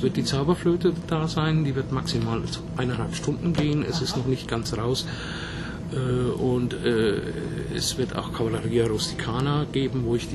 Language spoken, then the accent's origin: German; Pfändhausen, Bavaria, Germany; Ich komme aus der Nähe von Würzburg, also mehr aus der Nähe von Schweinfurt, was ja 30 Kilometer von Würzburg weg liegt. Ja, da komme ich her aus einer kleinen Ortschaft, die nennt sich Pfenthausen, ist zwischen Schweinfurt und Bad Kissingen.